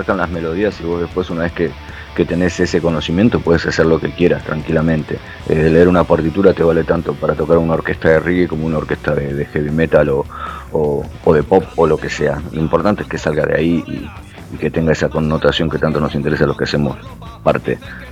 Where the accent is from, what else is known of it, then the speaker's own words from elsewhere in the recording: Buenos Aires, Argentina; moved away; me dejé una biografía en Argentina porque no tenía más espacio en la mochila para venirme, en el cayuco que me vine de Buenos Aires.